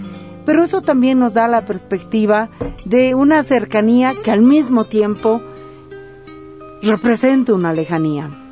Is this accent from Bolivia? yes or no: yes; Bolivia; Yo quiero iniciar este recorrido por lo que es una visita a Chile como boliviana